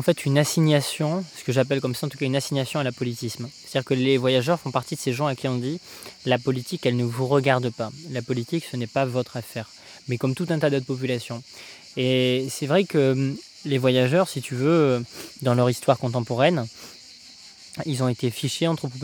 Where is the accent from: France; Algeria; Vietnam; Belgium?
France; Sainte-Foy-la-Grande, Nouvelle-Aquitaine; initialement, je suis originaire de Sainte-Foy-la-Grande, une magnifique et splendide ville en Gironde, dans laquelle a grandi Élisée Reclus, ce grand géographe, grand penseur de l'anarchie. Une ville également où il y a beaucoup de voyageurs, des gens de ma famille notamment, parce que ma mère est gitane